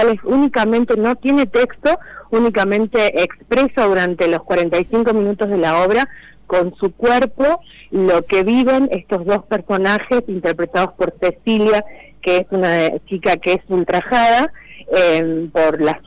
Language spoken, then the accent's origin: Spanish; Villa Carlos Paz, Córdoba, Argentina; Nosotros somos de Carlos Paz. Uh-huh. sí, de Villa Carlos Paz.